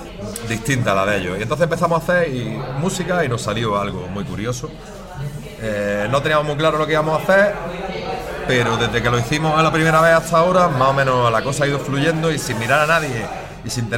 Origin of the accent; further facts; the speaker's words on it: Granada, Andalusia, Spain; venimos de, nos formamos aquí en Granada, en la capital, aunque varios miembros son de fuera de la capital, pero así somos todos, de Granada capital